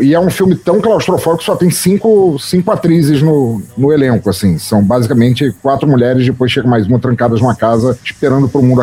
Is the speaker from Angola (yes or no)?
yes; Angola; Então foi muito legal ver gente da minha terra representada, foi muito bom.